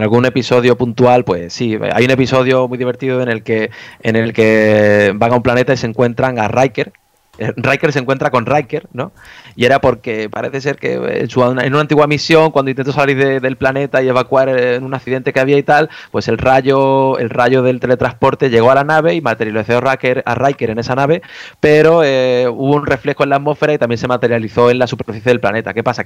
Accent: Spain; los que somos españoles de España, pues nos cuesta

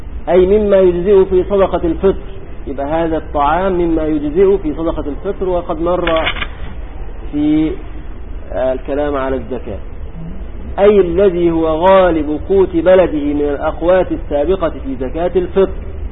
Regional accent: Egypt; كان عندنا في مصر قديما يقولون

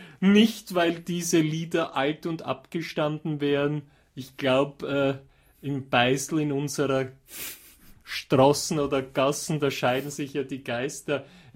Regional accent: Austria; Ich bin zwar kein Wiener, aber auch als Österreicher ist mir natürlich die indogene wienerische Variante lieber.

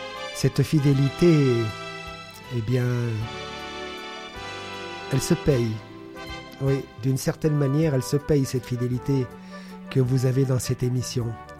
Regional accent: Italy; born there; je la consacre à mon pays natal, l'Italie

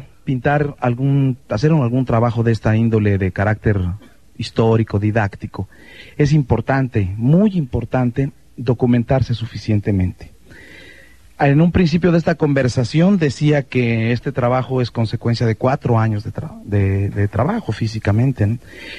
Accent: Mexico City, Mexico; Yo nací en el Distrito Federal. Nací, crecí y me eduqué la primera parte de mi vida en el Distrito Federal. Soy hijo de una familia chiapaneca. Mi padre era de San Cristóbal Las Casas, mi madre era de Pichucalco.

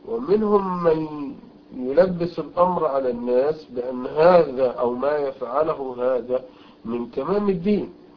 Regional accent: Egypt; وعندنا في مصر مثلا كثير الكثير

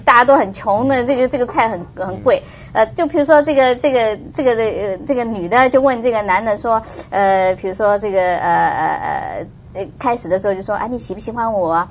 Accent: China; 我觉得就是说我们中国人，我觉得在美国的时候

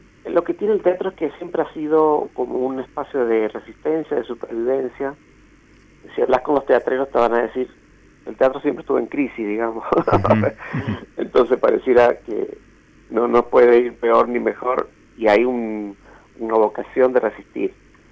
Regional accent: Mendoza, Argentina; ando por esta zona, por el valle de Río Negro, hace varios años viviendo acá. Pero soy mendocino de origen, con mucho orgullo.

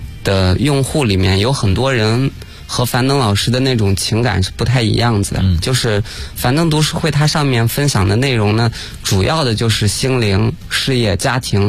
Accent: Gansu, China; now in Beijing, China; 不过我是甘肃人哈，然后所以我是去年我就来到北京了，直接在北京

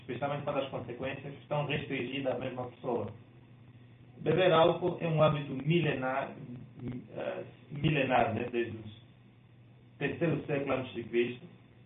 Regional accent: Angola; eu sou angolano

